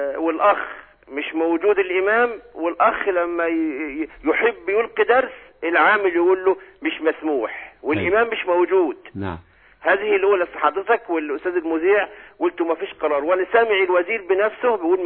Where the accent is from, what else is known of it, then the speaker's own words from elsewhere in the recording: Kafr El Sheikh Governorate, Egypt; من كفر الشيخ.